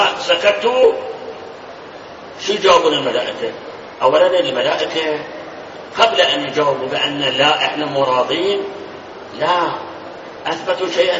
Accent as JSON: {"language": "Arabic", "country": "Iraq", "said": "الآن هم اللي هذول يسموهم عندنا بالعراق جماعة الصبة، سامعين الصبة؟ ها؟ بالناصرية موجودين، سوق الشيوخ موجودين"}